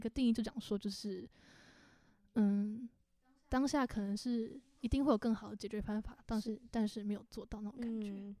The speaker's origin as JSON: {"language": "Chinese", "region": "Kaohsiung", "country": "Taiwan", "said": "我是高雄人，高雄人要翻山越岭去台北。"}